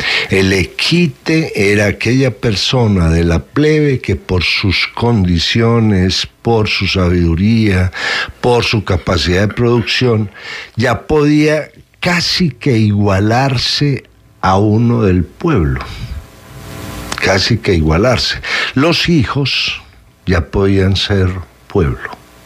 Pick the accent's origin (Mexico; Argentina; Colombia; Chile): Colombia; Nosotros somos colombianos por cédula.